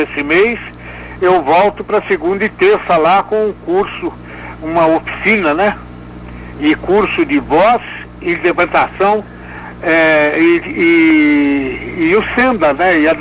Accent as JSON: {"language": "Portuguese", "region": "São Paulo", "country": "Brazil", "said": "Eu sou de São Paulo. Eu sou paulistano."}